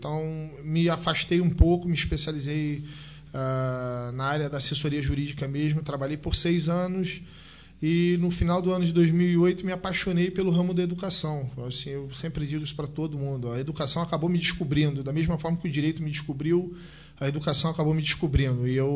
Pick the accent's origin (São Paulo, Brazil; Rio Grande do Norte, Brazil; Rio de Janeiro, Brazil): Rio de Janeiro, Brazil; Petrópolis; now in Nova Friburgo, Brazil; É uma cidade muito parecida com a minha cidade natal. Eu sou de Petrópolis, eu sou também filho da região serrana.